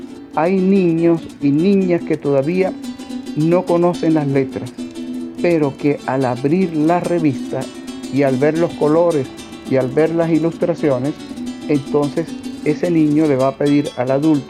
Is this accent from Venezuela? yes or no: yes; La Grita, Táchira, Venezuela; soy de La Grita, del estado Táchira.